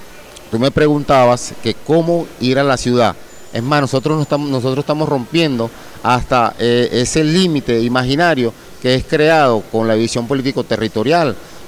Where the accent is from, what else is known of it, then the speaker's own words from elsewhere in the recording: Venezuela; nosotros como venezolanos